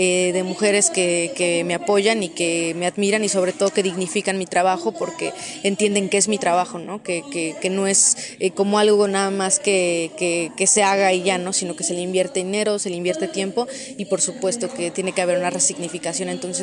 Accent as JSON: {"language": "Spanish", "town": "Tlaxco", "region": "Tlaxcala", "country": "Mexico", "said": "Yo soy de Tlaxco, Tlaxcala."}